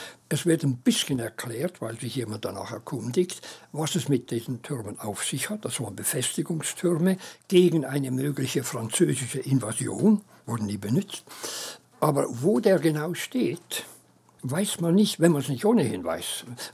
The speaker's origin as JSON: {"language": "German", "country": "Switzerland", "said": "ich dachte, wenn ich als Schweizer mit angelerntem Englisch mit der Zeit irgendwie mit diesem Buch Ulysses zurechtkomme, dann können es grundsätzlich alle anderen."}